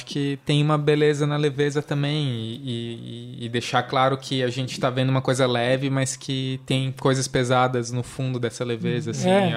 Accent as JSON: {"language": "Portuguese", "country": "Brazil", "said": "nós somos brasileiros em 2016, jovens"}